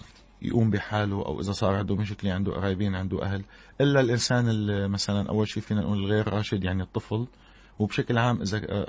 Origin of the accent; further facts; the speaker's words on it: Syria; ونحن كسوريين عانينا كثير بهالحرب الظالمة هيدي